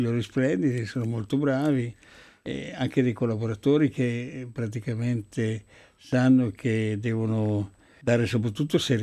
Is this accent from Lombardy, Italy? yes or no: yes; Lombardy, Italy; io sono brianzolo quindi non posso dire diversamente